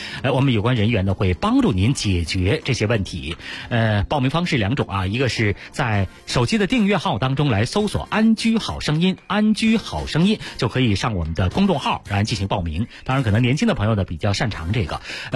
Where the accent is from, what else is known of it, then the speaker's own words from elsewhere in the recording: Beijing, China; 就我们北京人在这个比例上呢实际上有点吃亏哈